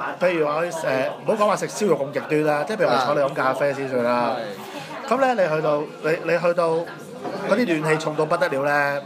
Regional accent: Hong Kong; 我哋身為一個香港人咧，係好惡頂嘅

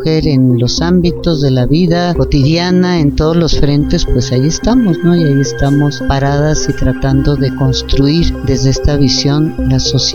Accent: Sonora, Mexico; also born or lived in Chihuahua / Mexico City; now in Amecameca, Mexico; Vengo del norte, Sonora y Chihuahua. Ahí fueron las tierras que me formaron. Y llegué a la Ciudad de México en 1966 a la Escuela de Filosofía y Letras a estudiar teatro. Vivo en Amecameca desde hace 35 años

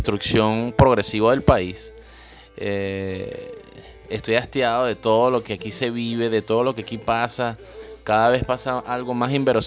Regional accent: Caracas, Capital District, Venezuela; Yo viví en el Valle, crecí en el Valle.

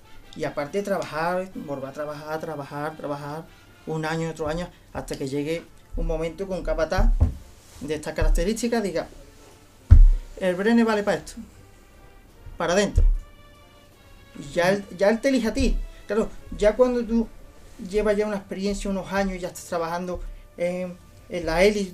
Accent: Dos Hermanas, Andalusia, Spain; El Lunes Santo estoy en mi pueblo, que yo soy de Dos Hermanas, aunque soy de adopción sevillano, pero yo soy de Dos Hermanas.

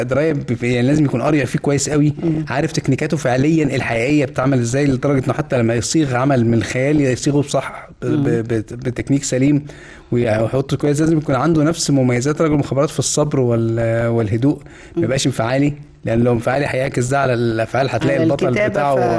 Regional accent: Tanta, Gharbia, Egypt; انا طنطاوي لغايه ما اتخرجت من الكليه، انا متخرج من طب طنطا.

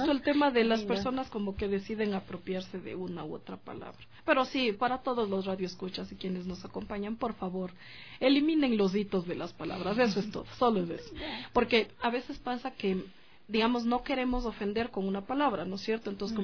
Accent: Quito, Pichincha, Ecuador; yo nací y vivo aquí en Quito ya.

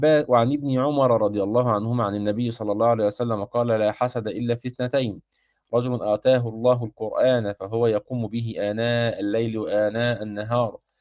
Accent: Egypt; زي ما احنا بنسميها عندنا في مصر كده الغديوه

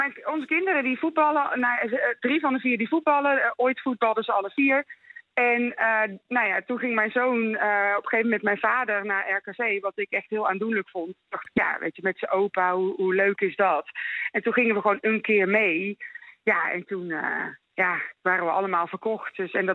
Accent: Waalwijk, North Brabant, Netherlands; moved away as an adult; now in Wormer, Netherlands; Ik kom uit Waalwijk. Daar ben ik geboren en getogen. Ik woon inmiddels 21 jaar in Noord-Holland vanwege de liefde.

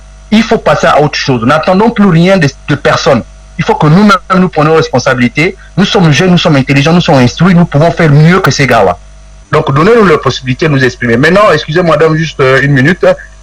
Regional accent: Niger; Je suis nigérien, mais je pense que nous pouvons aller à ça.

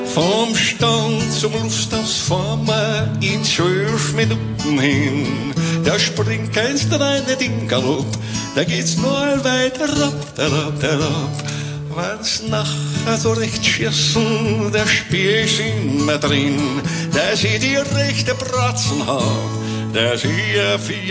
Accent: Northern Germany, Germany; wenn ich als Norddeutscher in Wiener Mundart Lieder singe, das hat was Freakiges

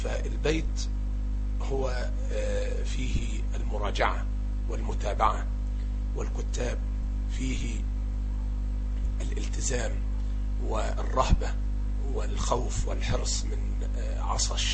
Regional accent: Tarut, Sharqia Governorate, Egypt; نسبة إلى قريتي، قرية طاروط، مركز زقازيق، محافظة الشرقية التي أقيم بها. تاريخ الميلاد 29/4/65

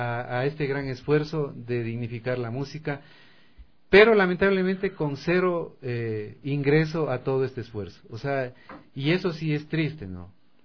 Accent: Loja, Ecuador; a mí me dicen tú lojano, sí, soy lojano, pero soy ecuatoriano.

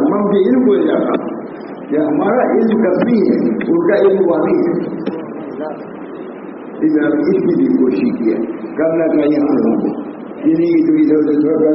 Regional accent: Allahabad, Uttar Pradesh, India; الہ آباد میں کیونکہ رہتا ہوں اور کوئی نہیں کرتا ہے میں کہتا ہوں تو میں شہر کا ہوں

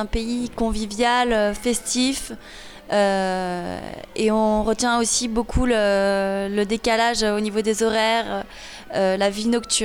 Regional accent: Saint-Étienne, Auvergne-Rhône-Alpes, France; now in Lyon, France; Donc moi j'habite à Lyon, je suis originaire de Saint-Étienne

